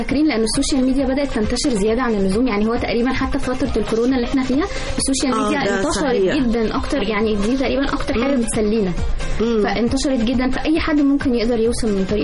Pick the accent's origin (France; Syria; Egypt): Egypt; موجود عندنا في مصر بقاله حبه كتير